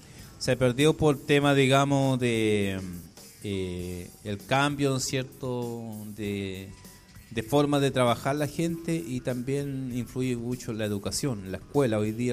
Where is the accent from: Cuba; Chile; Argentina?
Chile; Araucanía; yo vengo de la zona del Budi